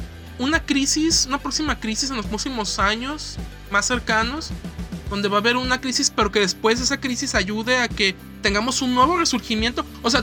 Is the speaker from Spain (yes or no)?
no; Mexico; ¿acaso está en nuestro ADN como mexicanos, güey, hacer cine de esta manera?